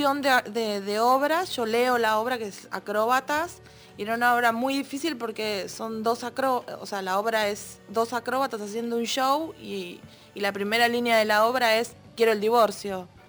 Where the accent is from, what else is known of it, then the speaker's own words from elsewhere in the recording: Argentina; Sí. Y argentinos, porque no hay ningún otro país latinoamericano participando.